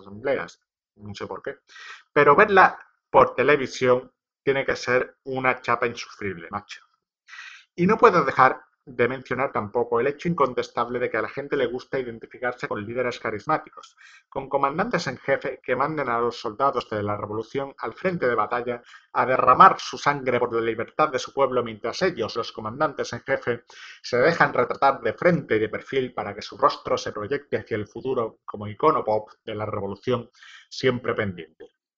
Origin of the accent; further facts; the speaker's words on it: Madrid, Community of Madrid, Spain; yo como madrileño no puedo imaginar mejor fin